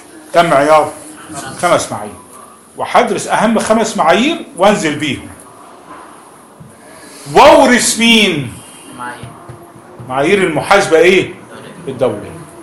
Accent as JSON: {"language": "Arabic", "country": "Egypt", "said": "من القديم حتى عندنا في مصر"}